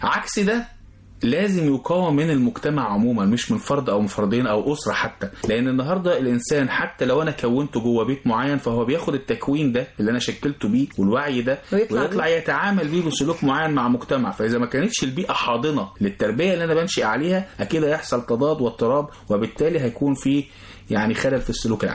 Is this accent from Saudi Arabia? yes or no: no; Egypt; احنا كمجتمع مصري